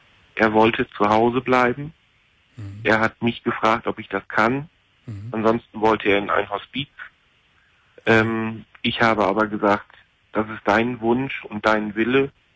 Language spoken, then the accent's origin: German; Lower Saxony, Germany; also ich komme jetzt ja hier aus Ostfriesland